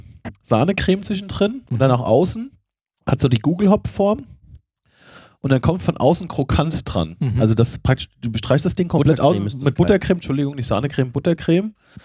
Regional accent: Siegen, North Rhine-Westphalia, Germany; Mein Heimatort, ja.

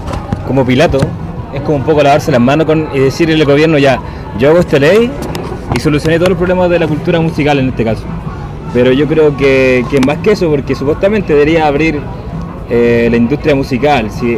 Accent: Pudahuel, Santiago Metropolitan Region, Chile; Por ejemplo, yo soy de Pudahuel. Y antes Pudahuel no pasaba nada.

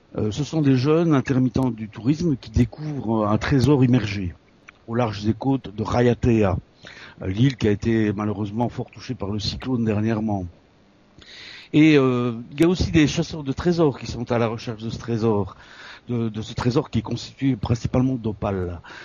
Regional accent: Belgium; now in France; je suis belge, je suis né à Luxembourg, j'habite dans l'est de la France

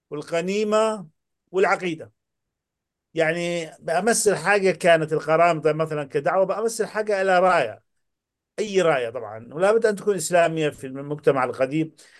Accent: Yemen; انا من اليمن ومن احفاد القرامطه، انا من احفاد القرامطه.

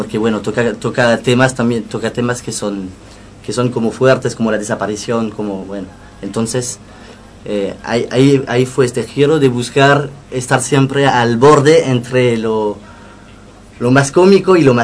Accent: Hauts-de-France, France; born there; Spanish is a second language; Yo soy francés, claro, nací en Francia, en el norte de Francia, de cerca de Bélgica, del túnel bajo la Mancha. Uh-huh. Una zona gris, lluviosa.

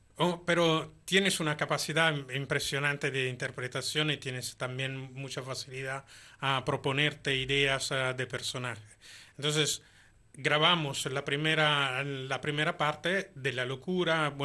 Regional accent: Italy; Spanish is a second language; yo soy italiano, evidentemente, por lo cual tengo poca facilidad de escribir algo que sea creíble

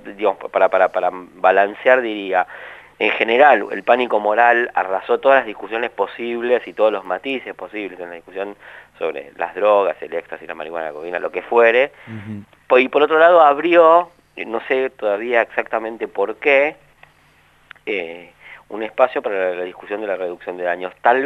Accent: Argentina

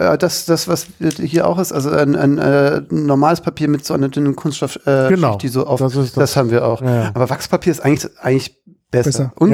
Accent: Baden-Württemberg, Germany; Ich bin ja Schwabe, jetzt ist es raus. Und als Schwabe isst man natürlich gerne Kässpätzle.

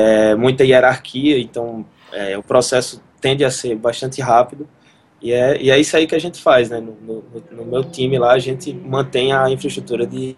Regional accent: Campina Grande, Paraíba, Brazil; em Campina Grande, minha cidade natal

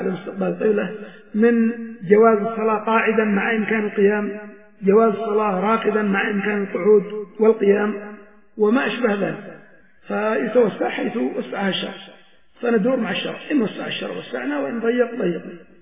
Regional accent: Yemen; ولكن في مثل بلادنا اليمن مثلا بين المشرق والمغرب قبلة

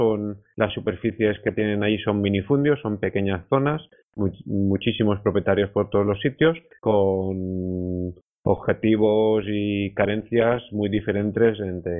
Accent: Spain; O sea, somos españoles y nos va a costar muchísimo eso.

